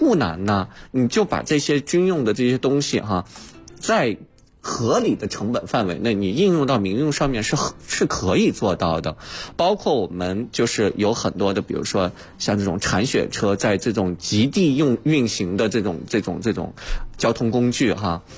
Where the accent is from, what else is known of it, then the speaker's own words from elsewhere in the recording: Baotou, Inner Mongolia, China; 我家乡呢，我是来自内蒙古包头市的，我是家乡的是工业重镇